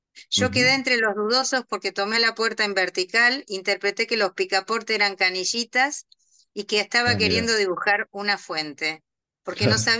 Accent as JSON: {"language": "Spanish", "town": "Casilda", "region": "Santa Fe", "country": "Argentina", "tie": "born or raised there", "also_born_or_lived": "Rosario", "said": "En realidad soy de Casilda, una ciudad cercana"}